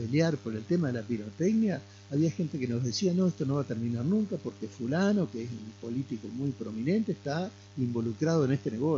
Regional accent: Concordia, Entre Ríos, Argentina; en mi adolescencia en Concordia yo habré conocido 2 o 3 sumo veterinarios

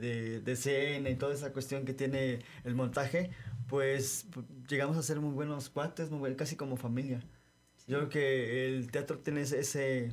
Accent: Coatepec, Veracruz, Mexico; Bueno, yo vengo de Coatepec. De Coatepec.

